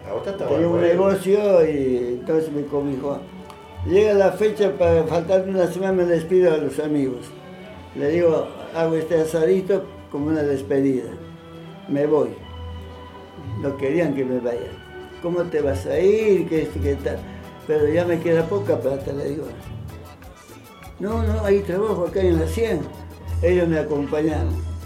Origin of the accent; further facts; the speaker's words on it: Cochabamba, Bolivia; Nací en Bolivia, nací en Cochabamba, eterna primavera.